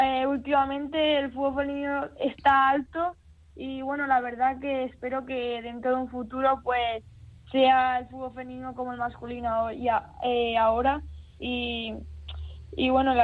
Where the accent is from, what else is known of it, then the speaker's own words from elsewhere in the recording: Yecla, Region of Murcia, Spain; tenía todo el apoyo de Murcia y todo el apoyo de mi pueblo, y la verdad que he sentido mucho cariño y mucho aliento desde mi pueblo